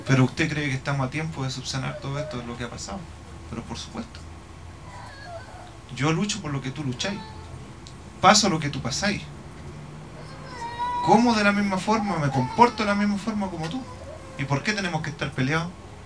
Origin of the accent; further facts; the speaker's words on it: Temucuicui, Araucanía, Chile; also born or lived in Santiago, Chile; A los 6 meses me fueron a dejar con mi abuelo. Me crié en Temucuicui. Nací aquí en Providencia, Santiago.